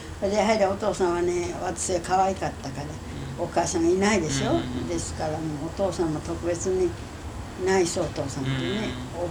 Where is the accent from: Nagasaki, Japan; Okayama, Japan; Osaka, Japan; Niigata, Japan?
Okayama, Japan; うん、岡山、